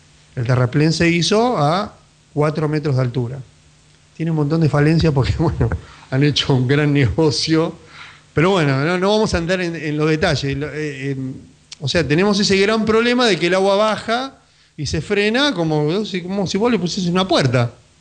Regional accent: Buenos Aires, Argentina; El tema es que nosotros no somos Holanda. Somos Argentina.

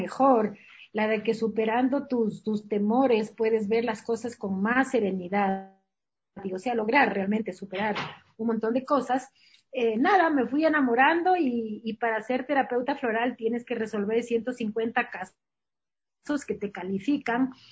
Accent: Spain; moved away; yo soy española pero he vivido siempre acá y los latinoamericanos sabemos

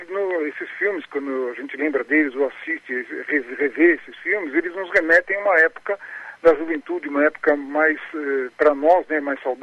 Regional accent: São Paulo, Brazil; born there; Eu nasci aqui em São Paulo mesmo.

